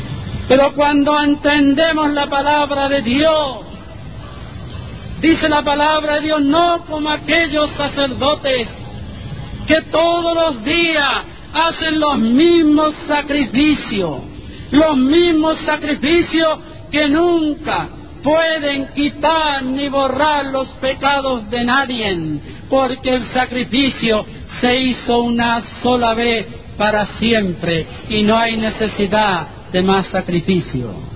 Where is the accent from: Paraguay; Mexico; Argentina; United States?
United States; Texas; mis abuelos, que son los que me criaron en Texas